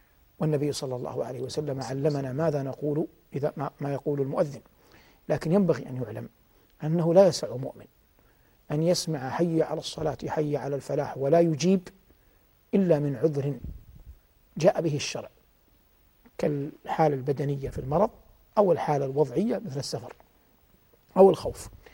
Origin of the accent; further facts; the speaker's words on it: Medina, Medina Province, Saudi Arabia; فهذا بعض مما قيل من آثار وذكر من أخبار في هذه المدينة المباركة، مدينتي